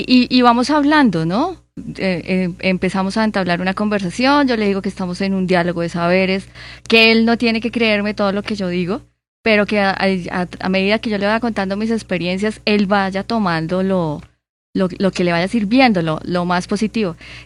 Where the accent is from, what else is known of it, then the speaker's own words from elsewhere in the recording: Málaga, Santander, Colombia; yo soy santandereana.